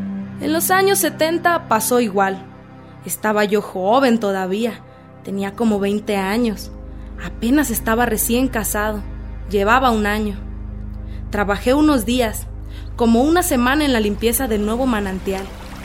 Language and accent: Spanish; Acatlán, Mexico; nosotros como originarios que somos de Acatlán, nuestra originalidad de años